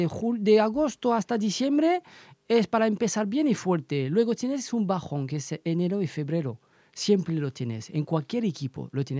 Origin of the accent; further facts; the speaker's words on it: France; Spanish is a second language; now in Elche, Spain; yo soy francés, yo vivo aquí desde 2007 en Elche